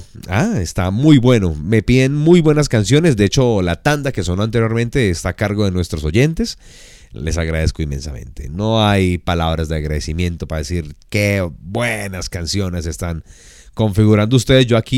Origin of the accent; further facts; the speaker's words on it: Bogotá, Colombia; Soy de Bogotá, nací en tierra fría y detesto el frío.